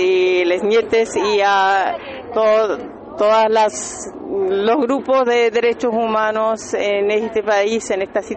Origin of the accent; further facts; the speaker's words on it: Berlin, Germany; soy de Berlín